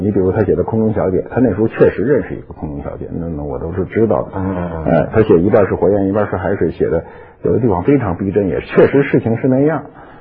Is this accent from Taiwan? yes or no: no; Beijing, China; accent: Beijing; 你别看我在北京，我从小在北京长大，谁我到哪人都说你一口北京话什么的，其实我们说的这个北京话是不一样的。